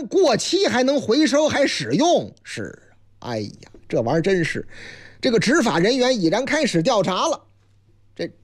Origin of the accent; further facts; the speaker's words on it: Shanxi, China; 晋鲁豫就是我老家山西